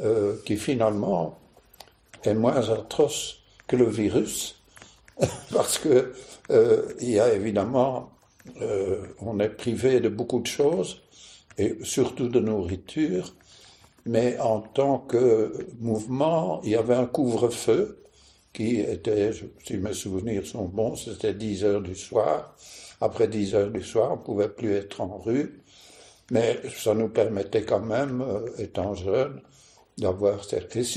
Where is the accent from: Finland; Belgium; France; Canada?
Belgium; Brussels; born there; Je suis né à Bruxelles. Et d'abord, le lieu de naissance est assez amusant parce que je suis né à Impasse des Travailleurs, c'est à Bruxelles